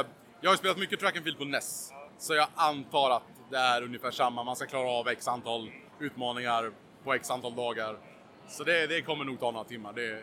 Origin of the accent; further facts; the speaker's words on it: Sweden; jag är en svensk kille som sitter och spelar Gameboy på Twitch